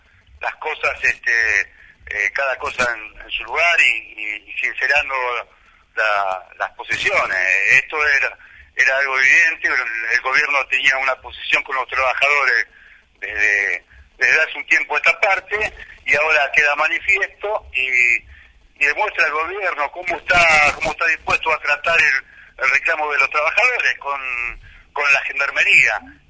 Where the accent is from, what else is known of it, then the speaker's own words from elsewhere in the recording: Argentina; Esta es mi lectura como argentino, como militante, como peronista.